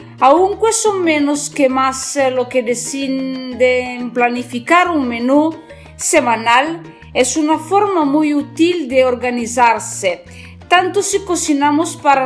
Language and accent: Spanish; northern Italy, Italy; Spanish is a second language; Soy italiana del norte de Italia.